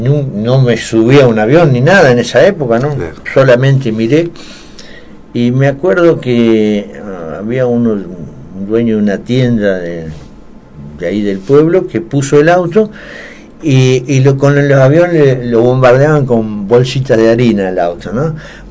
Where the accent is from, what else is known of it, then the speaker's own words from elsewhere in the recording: Ascensión, Buenos Aires Province, Argentina; me acuerdo cuando yo era muy chiquito, en los años 50 y pico, hace muchos años. Llegaron a mi pueblo natal, que es Ascensión, provincia de Buenos Aires, un pueblito cerca de ahí de Junín.